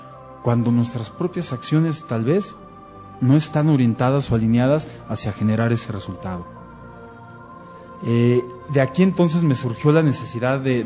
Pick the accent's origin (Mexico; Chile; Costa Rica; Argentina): Mexico; Y somos los mexicanos los que podemos generar esa diferencia.